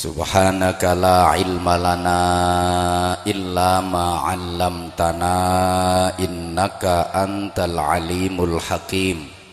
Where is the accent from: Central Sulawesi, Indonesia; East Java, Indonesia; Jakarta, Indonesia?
East Java, Indonesia; Bojonegoro; Walaupun saya juga orang Bojonegoro, tapi akhir-akhir ini jarang banget ngaji di wilayah Bojonegoro.